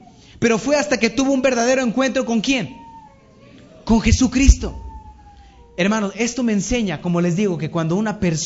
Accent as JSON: {"language": "Spanish", "town": "Matamoros", "region": "Tamaulipas", "country": "Mexico", "tie": "born or raised there", "said": "cuando yo era niño, a mí me ocupaban mucho para dar discursos en nombre de la niñez matamorense. Yo soy de Matamoros."}